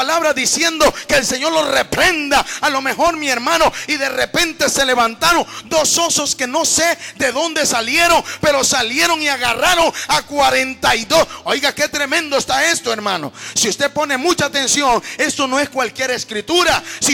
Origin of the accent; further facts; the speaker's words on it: Honduras; Allá en Honduras, yo soy de Honduras, hermano.